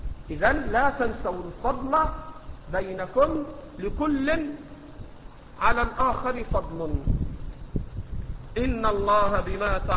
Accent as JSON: {"language": "Arabic", "country": "Egypt", "accent": "Egyptian", "said": "ما تأخذه المرأة في لهجتنا المصرية اللي احنا بنسميها الشبكة"}